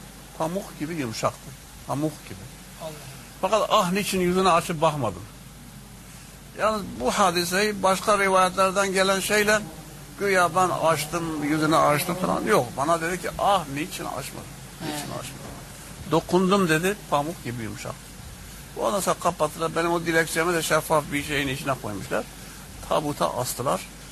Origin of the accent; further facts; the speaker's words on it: Şanlıurfa, Turkey; Urfalıyım deyince adeta böyle içini döker gibi kendisi bu meseleyi anlattı.